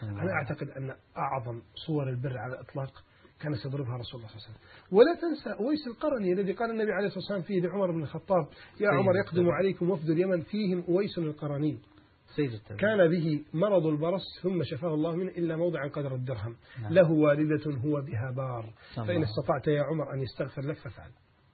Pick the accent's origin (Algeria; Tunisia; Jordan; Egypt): Egypt; Alexandria, Alexandria Governorate; قد يكون مشهور عندنا في الإسكندرية